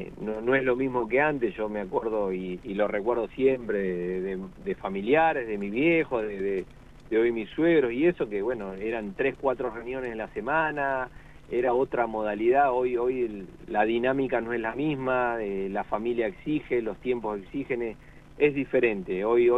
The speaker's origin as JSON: {"language": "Spanish", "region": "La Pampa", "country": "Argentina", "tie": "born or raised there", "said": "y a partir de ahí, yo me fui a estudiar, emigré de La Pampa a estudiar afuera, y cuando volví, 2006 por ahí"}